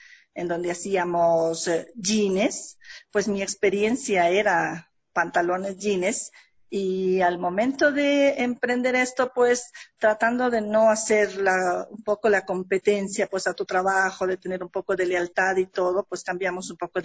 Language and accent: Spanish; Carchi, Ecuador; now in Quito, Ecuador; mis padres, ellos son del campo, somos del Carchi. Ya vine pues a prepararnos, a estudiar, que siempre ellos nos han dicho, nos enviaban a la capital a estudiar, a prepararnos.